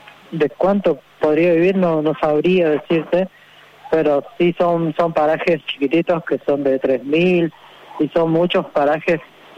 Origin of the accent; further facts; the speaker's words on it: Chaco, Argentina; soy vocal del IDACH, acá de la provincia del Chaco, de la comunidad huichi, originaria de Lucha, de la TCC.